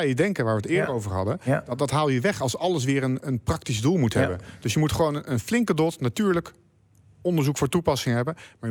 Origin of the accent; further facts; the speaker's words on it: Delft, South Holland, Netherlands; Ik ben zelf Delftenaar.